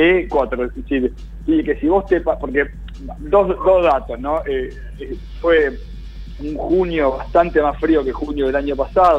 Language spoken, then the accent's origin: Spanish; Argentina; No quiero ver una reunión de gabinete, yo como argentino, en toda bufanda.